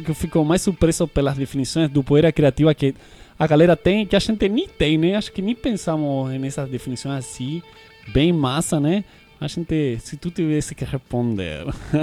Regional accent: Argentina; Portuguese is a second language; Vou comentar uma situação que está se vivendo lá na Argentina, meu país de origem.

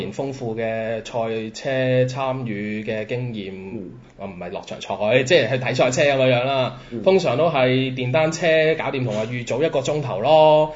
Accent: Macau; 我諗作為澳門人，大家都感受得到㗎啦。

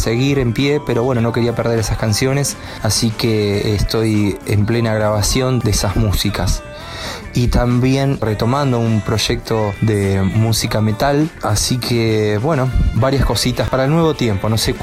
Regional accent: Río Negro, Argentina; soy músico del Alto Valle de Río Negro y Neuquén

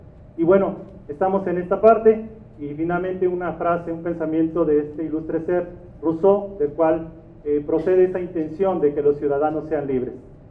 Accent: Mexico; Yo como mexicano estoy muy agradecido de todos ustedes por apoyar esta labor aquí en México

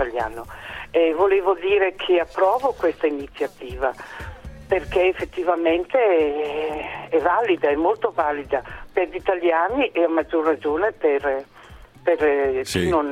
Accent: Brescia, Lombardy, Italy; Buongiorno, sono di Brescia

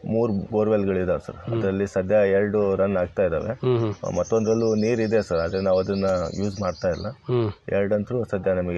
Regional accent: Huvina Hadagali, Karnataka, India; Sir, ನಮ್ಮ ಸ್ವಂತ ಊರು ಹೂವಿನ ಹಡಗಲಿ ಸರ್.

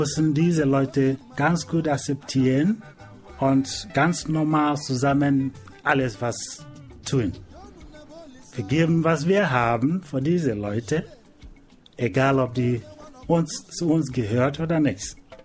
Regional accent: Nigeria; Ich komme aus Nigeria und ich bin auf dem Volk, einer von den Volk in Nigeria. Ich bin ein Igbo.

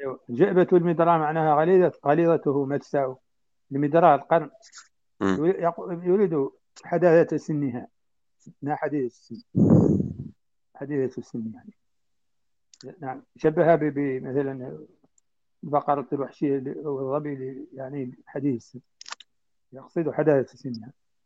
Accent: Mauritania; يعني النبات عندنا في موريتانيا هو نفس الطالح في المدينة يشبهه تماما

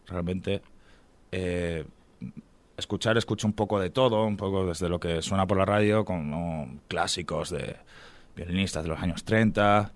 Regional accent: Talavera de la Reina, Castilla-La Mancha, Spain; also born or lived in Asturias; básicamente he estado aquí en Talavera desde los 8 años, vine de Asturias

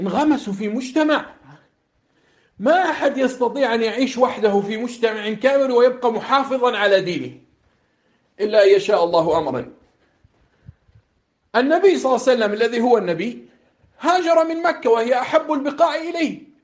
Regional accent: Jordan; واحد هنا عندنا في الأردن على المنبر

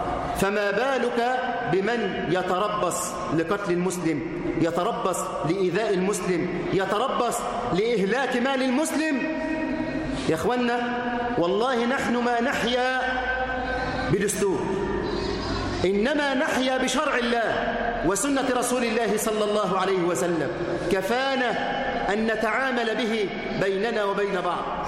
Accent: Egypt; اللهم اجعل بلدنا مصر أمنا أمانا سخاء رخاء

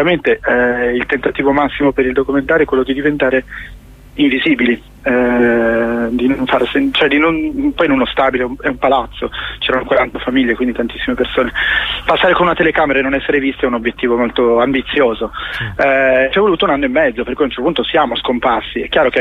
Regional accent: Como, Lombardy, Italy; now in Rome, Italy; Io vivo a Roma, ma sono di Como.

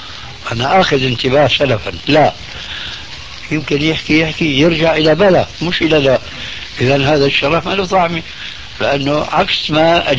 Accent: Syria; انا باعتباري سوري يعني أخذت عجوة من سوريا

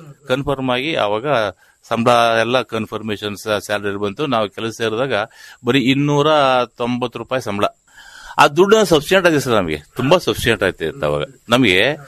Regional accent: Arakalagudu, Karnataka, India; ನಮ್ಮ ಊರು ಅರಕಲಗೂಡು, ಅರಕಲಗೂಡು ಟೌನ್.

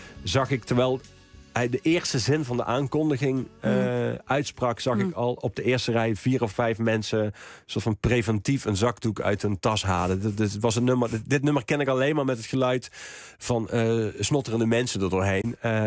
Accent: Horst, Limburg, Netherlands; ik kom uit Horst, of uit Amerika, gemeente Horst

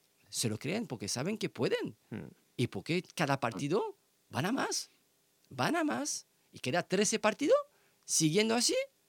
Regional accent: Elche, Valencian Community, Spain; somos de Elche y somos de para apoyar el club

